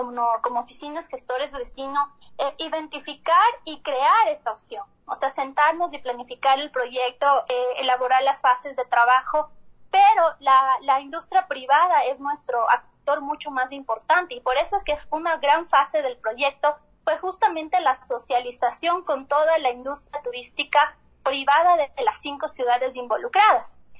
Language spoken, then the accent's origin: Spanish; Quito, Pichincha, Ecuador; nosotros como quiteños